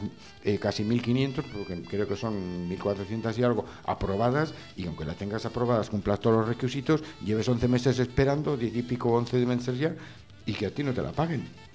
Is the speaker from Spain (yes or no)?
yes; Zaragoza, Aragon, Spain; de Zaragoza.